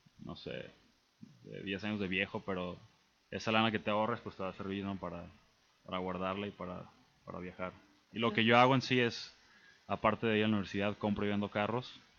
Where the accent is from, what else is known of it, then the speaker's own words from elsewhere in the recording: Mexico; also born or lived in United States; yo soy mexicano, pero me crié aquí en México, pero nací en Estados Unidos y pues regresé a Estados Unidos.